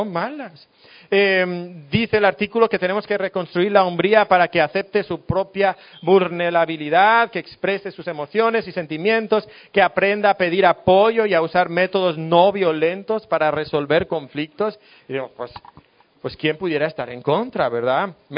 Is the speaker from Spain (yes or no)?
yes; Spain; now in Mexico; No sé si aquí en México, pero en España, de donde yo soy, dicen, está hecho un flan.